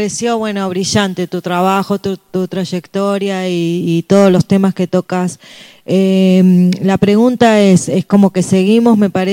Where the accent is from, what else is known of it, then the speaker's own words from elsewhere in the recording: Rosario, Santa Fe, Argentina; Personalmente yo soy de Rosario